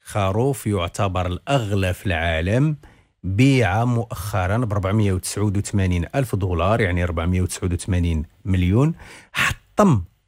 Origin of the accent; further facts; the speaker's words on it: Morocco; ولكن كاين بعض السلالات مثلا عندنا في المغرب